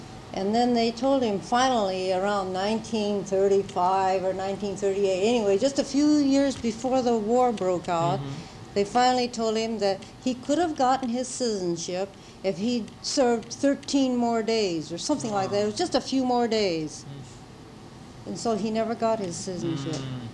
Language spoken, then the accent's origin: English; Riverside, California, United States; in my hometown, there was a man who used to run the Mission Inn. You know the famous Riverside Mission Inn?